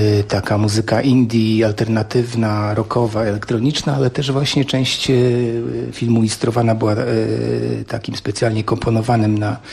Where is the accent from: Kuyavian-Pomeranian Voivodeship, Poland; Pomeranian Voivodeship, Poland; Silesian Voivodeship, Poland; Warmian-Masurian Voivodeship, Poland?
Warmian-Masurian Voivodeship, Poland; Mrągowo; born there; Ja się urodziłem w podobnym miejscu jak Augustów w Mrągowie